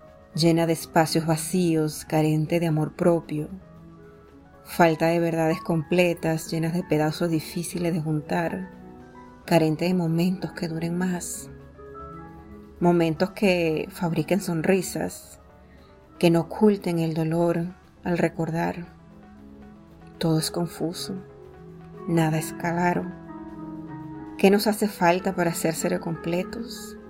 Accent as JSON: {"language": "Spanish", "country": "Venezuela", "said": "soy venezolana, amante de la poesía"}